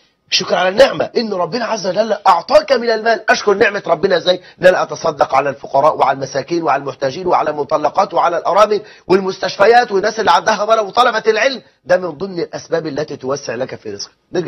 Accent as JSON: {"language": "Arabic", "country": "Egypt", "said": "ده إحنا عندنا في مصر 9 مليون امرأة مطلقة، و9 مليون بنت لم تتزوج"}